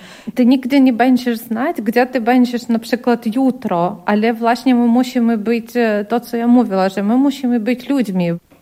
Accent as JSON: {"language": "Polish", "country": "Ukraine", "second_language": "Polish", "said": "A kiedy my tutaj też jako Ukraińcy, jako ludzie też z takim doświadczeniem"}